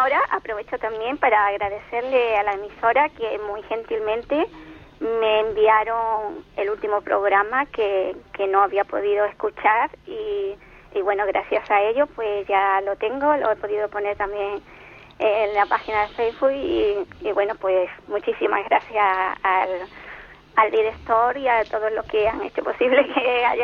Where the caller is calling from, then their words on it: Cádiz, Andalusia, Spain; de Cádiz.